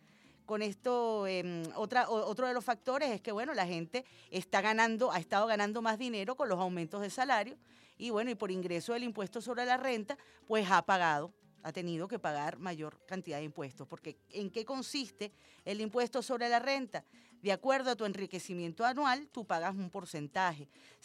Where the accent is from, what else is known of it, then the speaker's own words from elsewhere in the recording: Venezuela; el resultado de nuestros aportes como venezolanos y venezolanas responsables